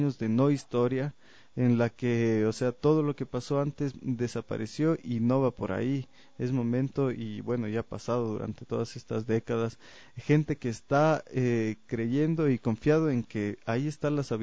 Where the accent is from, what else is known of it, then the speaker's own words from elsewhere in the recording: Ecuador; demostrar como ecuatorianos que somos milenarios, que tenemos una identidad única